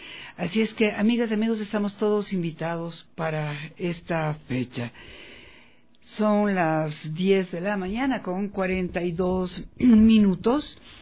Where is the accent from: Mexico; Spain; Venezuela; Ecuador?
Ecuador; para todos quienes somos ecuatorianos